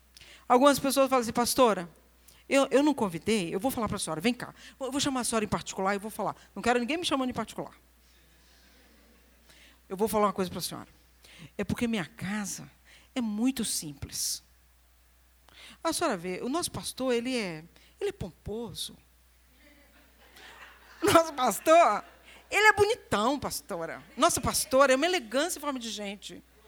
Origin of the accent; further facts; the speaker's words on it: Rio de Janeiro, Brazil; Porque eu sou do Rio de Janeiro e eu como feijão preto. Eu sou do Rio de Janeiro, mas eu não tenho sotaque.